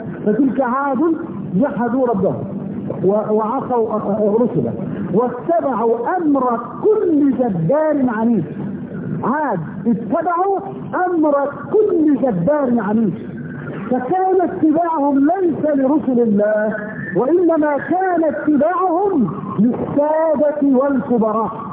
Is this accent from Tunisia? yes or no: no; Egypt; اذا بلدنا مصر مثلا هانت بلدنا على الله